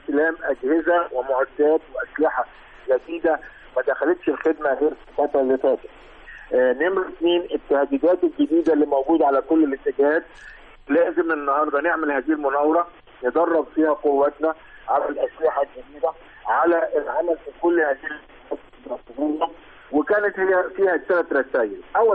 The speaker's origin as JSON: {"language": "Arabic", "country": "Egypt", "said": "احنا عندنا في مصر أربع اتجاهات استراتيجية"}